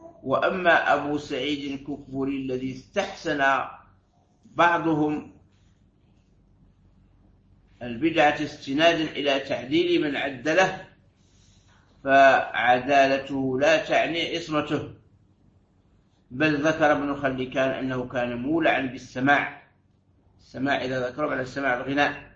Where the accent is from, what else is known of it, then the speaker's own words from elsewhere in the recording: Algeria; وعندنا في الجزائر يسميها وعدة